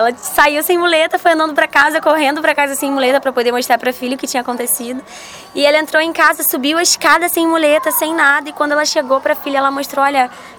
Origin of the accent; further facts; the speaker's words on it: Cabo Frio, Rio de Janeiro, Brazil; Eu sou do Rio de Janeiro, de Cabo Frio, interiorzinho.